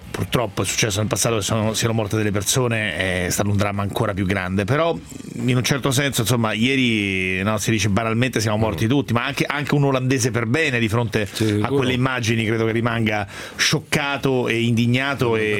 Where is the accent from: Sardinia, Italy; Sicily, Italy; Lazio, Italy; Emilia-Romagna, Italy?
Lazio, Italy; Rome; Da romano mi fa dolore